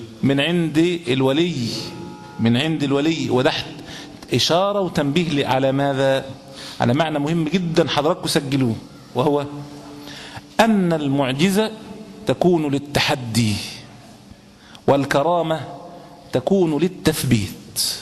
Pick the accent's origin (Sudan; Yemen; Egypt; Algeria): Egypt; وإن كان في بلادنا مصر الحمد لله تقريبا شبه الحمد لله بدأوا ينقرضوا